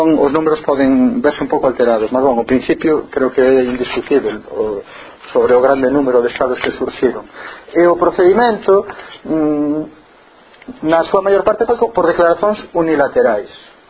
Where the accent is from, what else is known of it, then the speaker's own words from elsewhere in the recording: Galicia, Spain; É interesante dar unha vista de ollos para nós como galegos e galegas a eses casos